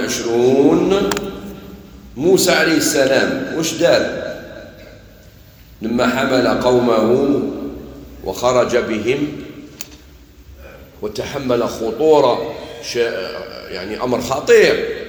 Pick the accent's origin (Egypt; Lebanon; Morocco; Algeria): Algeria; قال لي انت منين؟ قلت له انا من الجزائر